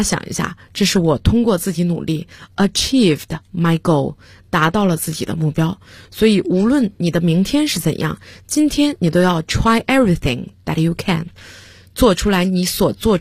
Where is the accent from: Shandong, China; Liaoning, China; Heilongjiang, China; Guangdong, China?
Liaoning, China; 实际上我是土生土长的辽宁人。那么各位听众都知道，辽宁人说普通话有可能都带着丝丝不分的情况，那么你想我在说英文的时候最初肯定也是这样。